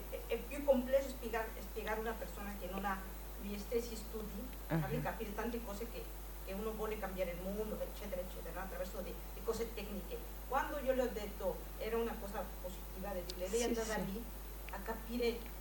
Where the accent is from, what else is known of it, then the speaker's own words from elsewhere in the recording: Mexico; Italian is a second language; sono messicana